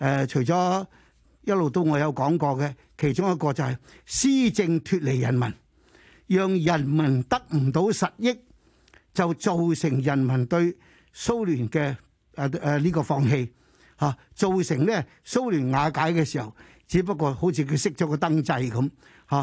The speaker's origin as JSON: {"language": "Cantonese", "country": "China", "said": "他們的答案就是我們中國人最大的危機就是美國很敵視我們"}